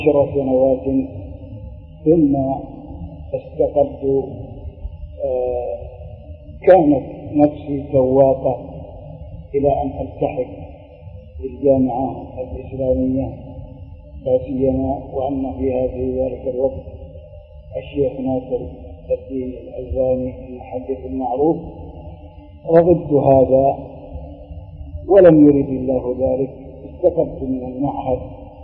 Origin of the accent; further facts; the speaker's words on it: Al-Najamiyah, Jazan Province, Saudi Arabia; born there; من مواليد قرية النجامية، وكانت ولادتي في آخر عام 1946